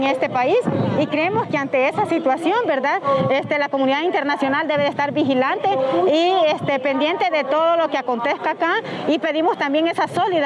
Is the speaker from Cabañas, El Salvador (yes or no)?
yes; Santa Marta, Cabañas, El Salvador; vengo de Cabañas, de Santa Marta específicamente